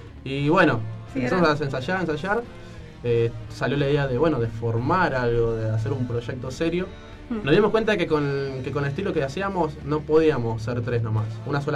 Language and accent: Spanish; Isidro Casanova, Buenos Aires Province, Argentina; Y bueno, yo soy de Casanova. Estamos todos desparramados.